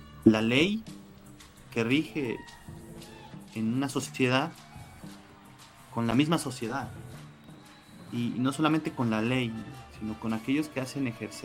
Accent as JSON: {"language": "Spanish", "country": "Mexico", "said": "Y al parecer todos sabemos que somos mexicanos, ¿no? No solamente por que nacimos en México"}